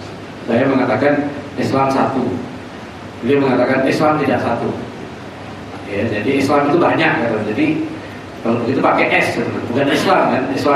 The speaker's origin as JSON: {"language": "Indonesian", "town": "Depok", "region": "West Java", "country": "Indonesia", "said": "Saya nggak ikut campur, saya orang Depok."}